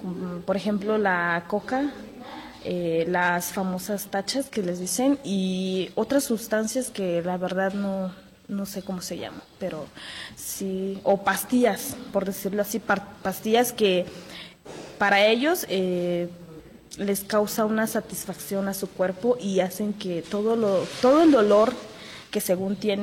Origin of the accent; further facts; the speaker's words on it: San Blas Atempa, Oaxaca, Mexico; Yo soy estudiante de computación. Además, hago radio en mi pueblo, que es San Blas Atempa.